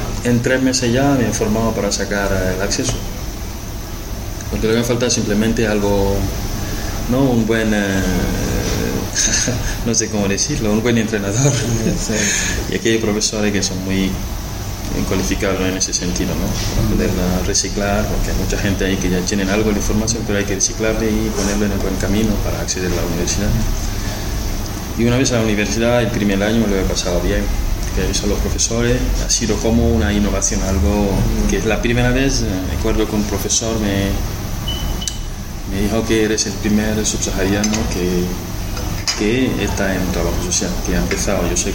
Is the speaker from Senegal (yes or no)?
yes; Senegal; Spanish is a second language; como yo soy de Senegal.